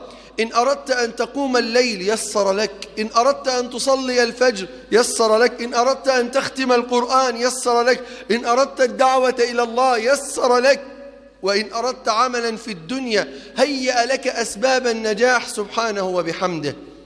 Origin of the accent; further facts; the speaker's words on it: Egypt; أسأل الله في هذا المقام ألا يحرم بلدنا مصر نعمة جريان نهر النيل.